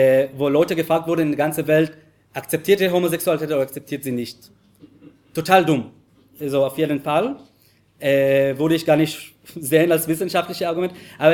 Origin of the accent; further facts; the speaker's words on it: Jerusalem, Jerusalem District, Israel; German is a second language; ich bin in Jerusalem aufgewachsen, bis heute wurde ich nicht trauen, mit einem Mann zu küssen auf der Straße in Jerusalem